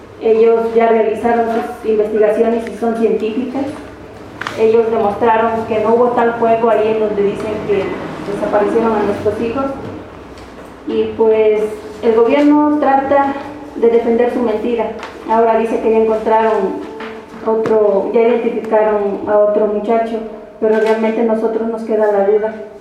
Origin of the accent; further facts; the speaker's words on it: Mexico; Porque si nosotros como mexicanos seguimos permitiendo que se nos siga pisoteando nuestra dignidad